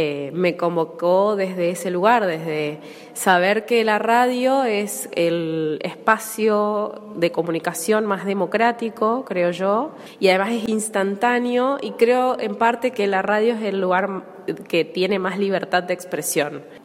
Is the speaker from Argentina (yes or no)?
yes; Resistencia, Chaco, Argentina; soy de Resistencia Chaco.